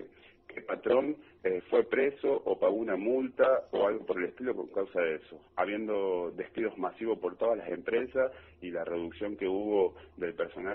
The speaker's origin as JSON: {"language": "Spanish", "country": "Argentina", "said": "lo mal que estamos viviendo como ciudadanos, como argentinos, como trabajadores"}